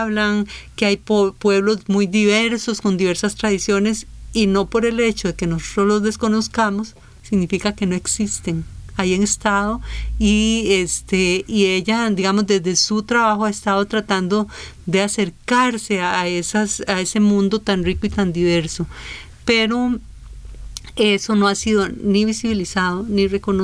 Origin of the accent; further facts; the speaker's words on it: Costa Rica; eso nos da una dimensión de ese retrato de lo que somos como costarricenses mucho más rico del que tenemos